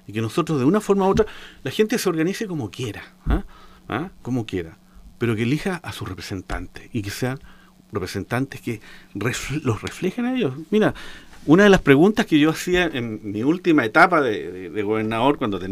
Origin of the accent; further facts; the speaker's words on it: Osorno, Los Lagos, Chile; moved away; yo llegué a Osorno hace 3 años atrás, después de 37 años de haber estado fuera de mi pueblo